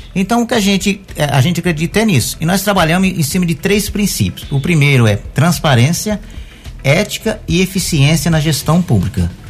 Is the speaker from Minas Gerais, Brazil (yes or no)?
yes; Guaranésia, Minas Gerais, Brazil; É, eu nasci numa fazenda que é município de Guaranésia, Fazenda Lambari.